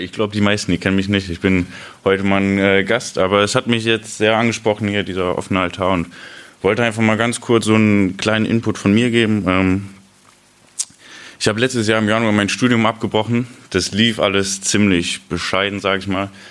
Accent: Osnabrück, Lower Saxony, Germany; habe mir in Osnabrück, wo ich herkomme, eine Gemeinde gesucht.

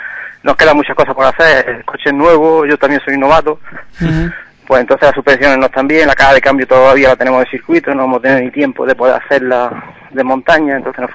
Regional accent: Almuñécar, Andalusia, Spain; also born or lived in Belgium; Yo nací en Bélgica, pero como mi padre, con 7 años, se vinieron a vivir aquí a Almuñaca. Ajá. Entonces llevo ya casi 50 años aquí. Entonces, pues, tengo la doble nacionalidad.

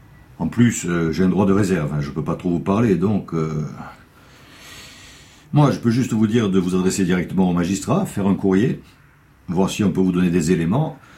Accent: Corsica, France; Non, je ne suis pas d'origine corse, je suis corse.

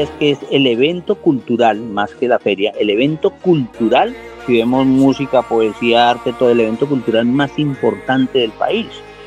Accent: Colombia; uno como colombiano está en primera fila con la Filbo

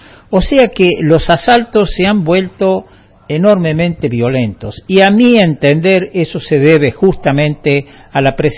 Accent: Lanús, Buenos Aires Province, Argentina; born there; Dios mío, pensar que yo nací en Lanús.

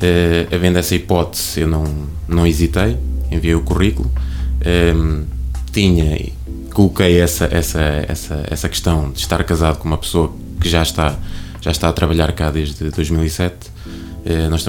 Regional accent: Coimbra, Centro, Portugal; now in Oliveira do Hospital, Portugal; Eu não sou natural de Oliveira do Hospital, eu sou natural de Coimbra. Casei-me, a minha esposa é daqui, de Oliveira do Hospital

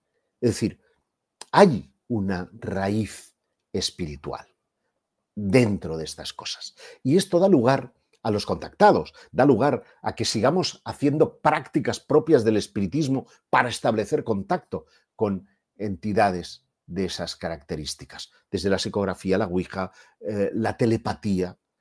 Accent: Catalonia, Spain; Yo soy de origen catalán. He visto además que en el chat hay mucha gente de Barcelona, als que envío desde aquí una forta salutació en el nostre idioma, que es el català.

